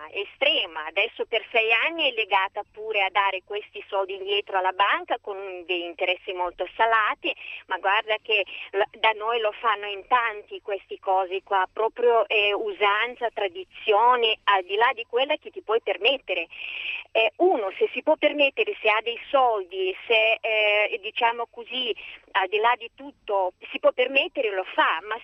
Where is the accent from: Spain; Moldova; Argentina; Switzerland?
Moldova; Italian is a second language; now in Italy; io non sono italiana, vengo dalla Moldavia.